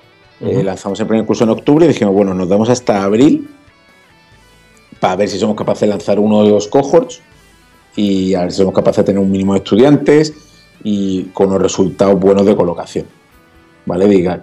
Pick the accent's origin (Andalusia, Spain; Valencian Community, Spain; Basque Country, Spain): Andalusia, Spain; Málaga; now in Madrid, Spain; yo, que soy pues medio de Málaga, medio de Madrid, o adoptado, hijo adoptivo en Madrid, y llegamos a Madrid